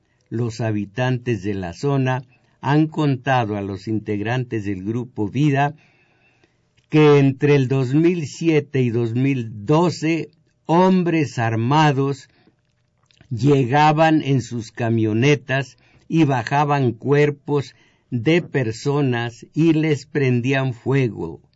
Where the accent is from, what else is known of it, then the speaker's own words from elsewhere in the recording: Jalpa Mineral, Zacatecas, Mexico; un paisano de mi pueblo, de Jalpa Mineral